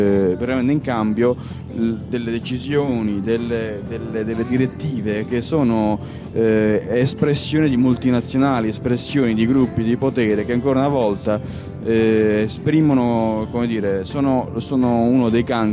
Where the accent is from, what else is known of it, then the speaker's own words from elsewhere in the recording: Calabria, Italy; noi dobbiamo portare avanti un'altra cosa come calabresi